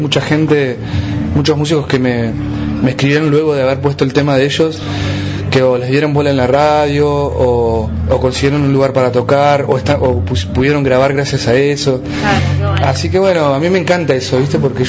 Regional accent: Patagonia, Argentina; Llegar desde este lugar, aparte desde la independencia, la autogestión, siendo patagónico, fue todo como un suceso muy especial.

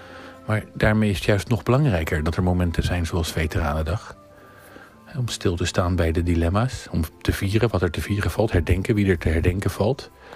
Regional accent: Netherlands; Wij als Nederlanders, wij vragen hen te gaan.

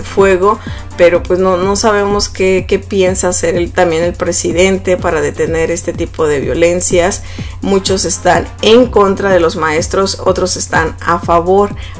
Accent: Mexico; como mexicana yo pues, la verdad me sentí muy mal de ver ese partido

